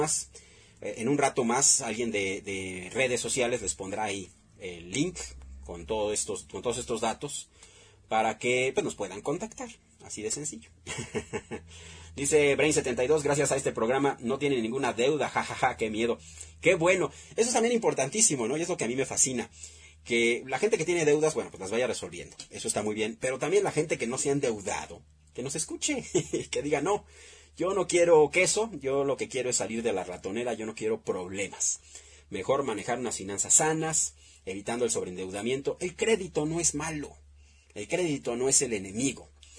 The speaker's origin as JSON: {"language": "Spanish", "country": "Mexico", "said": "Todo lo que nos toca hacer a nosotros, como mexicanos, como gente que quiere salir adelante, como gente responsable, como gente orgullosa de sus raíces"}